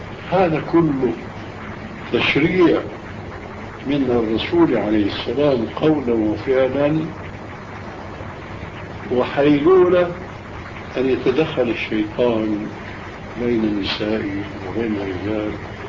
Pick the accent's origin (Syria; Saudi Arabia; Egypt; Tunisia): Syria; الدخول إلى غرفة التدريس يسمى عندنا في سوريا بالصف